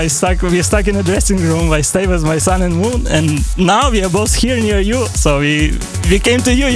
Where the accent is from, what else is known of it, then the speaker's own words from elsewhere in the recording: Lviv, Lviv Oblast, Ukraine; English is a second language; I already was on some gigs of Euro in Kyiv, but this time we didn't have to travel so far because we are from Lviv.